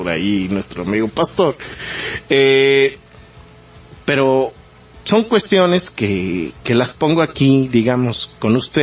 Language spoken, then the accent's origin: Spanish; Mexico; nos mantenga unidos como mexicanos si no llegáramos a tener un país